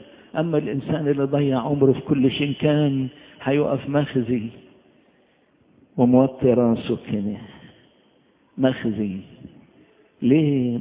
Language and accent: Arabic; Upper Egypt, Egypt; عندنا في الصعيد